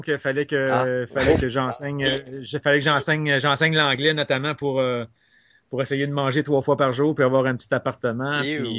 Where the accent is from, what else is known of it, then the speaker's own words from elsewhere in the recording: Laval, Quebec, Canada; En fait, j'ai grandi à Laval.